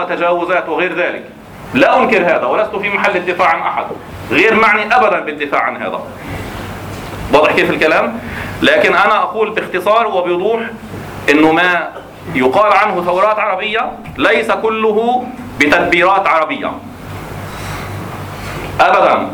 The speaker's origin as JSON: {"language": "Arabic", "country": "Jordan", "said": "الأردن فيها مظالم، أنا من الأردن"}